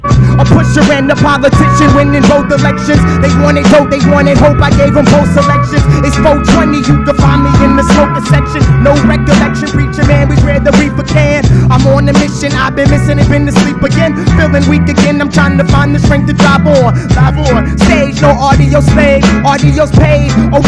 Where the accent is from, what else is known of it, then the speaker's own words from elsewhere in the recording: Fredericksburg, Virginia, United States; Once again … from Fredericksburg, Virginia.